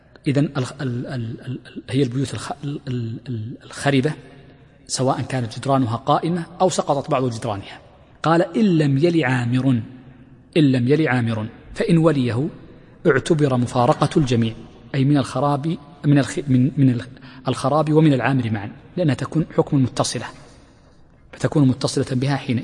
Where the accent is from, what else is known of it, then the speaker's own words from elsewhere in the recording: Mecca, Makkah Province, Saudi Arabia; وهكذا بعض المدن المتقاربة جدا عندنا في مكة